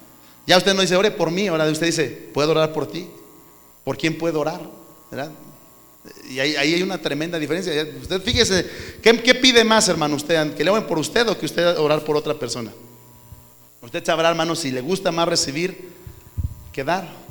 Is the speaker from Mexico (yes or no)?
yes; Mexico; Nuestra cultura como mexicanos es muy pobre.